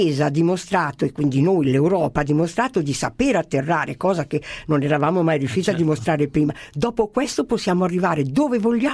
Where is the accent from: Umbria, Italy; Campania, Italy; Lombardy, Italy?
Lombardy, Italy; Perché io mi identifico con molte delle caratteristiche, direi delle doti che hanno i bergamaschi.